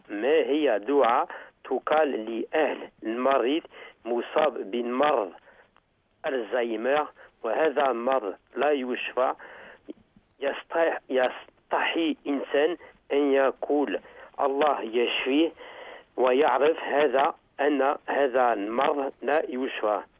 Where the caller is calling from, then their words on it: France; Arabic is a second language; هنا في فرنسا برد شديد في الشتاء